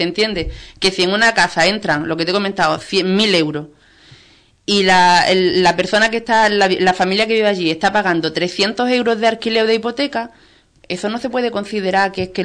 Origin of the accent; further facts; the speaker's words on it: Ubrique, Andalusia, Spain; Aquí somos todos de Ubrique, y para lo bueno y para lo malo nos conocemos todos.